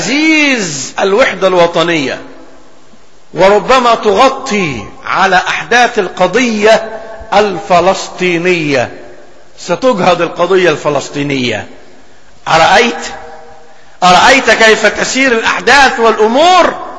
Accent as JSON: {"language": "Arabic", "country": "Egypt", "said": "ولكن طرأت ظروف في بلدنا مصر."}